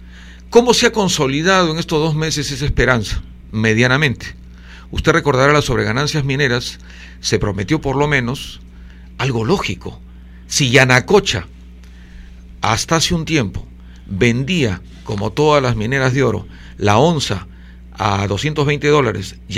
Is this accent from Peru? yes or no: yes; Lima, Peru; born there; Yo nací acá, en los Barrios Altos, en una casa con techos muy altos.